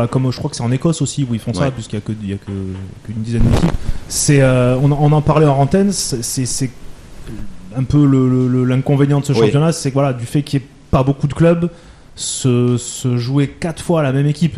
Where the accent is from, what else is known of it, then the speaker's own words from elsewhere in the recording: France; où voilà, on arrive de l'extérieur, on est étranger, on est français